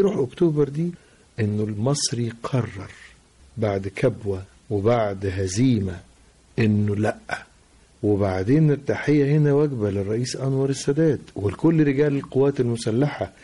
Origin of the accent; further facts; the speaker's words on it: Tanta, Gharbia, Egypt; وقتها كنت في بلدي طنطا